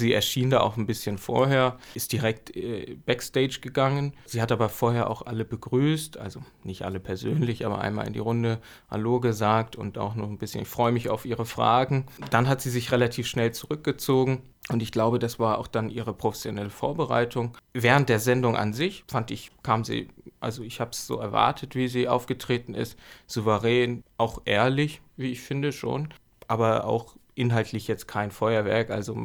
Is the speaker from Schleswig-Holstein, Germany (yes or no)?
yes; Flensburg, Schleswig-Holstein, Germany; Ich komme aus Flensburg eigentlich.